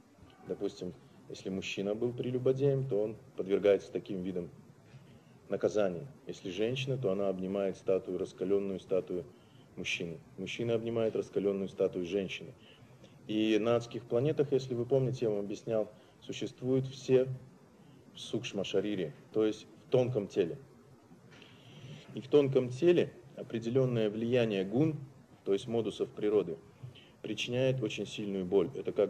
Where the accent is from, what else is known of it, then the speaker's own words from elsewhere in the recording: Siberia, Russia; хотя я сам сибиряк